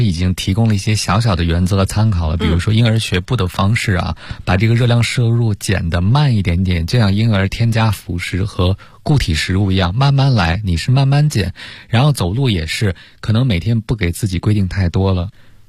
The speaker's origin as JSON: {"language": "Chinese", "country": "China", "said": "现在可能对于我们中国人餐桌叫高辣"}